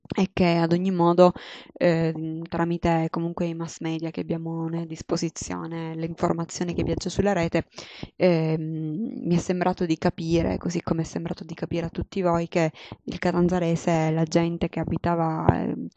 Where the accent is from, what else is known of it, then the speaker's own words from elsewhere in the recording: Calabria, Italy; ma in quanto calabresi, nel nostro piccolo, vogliamo essere presenti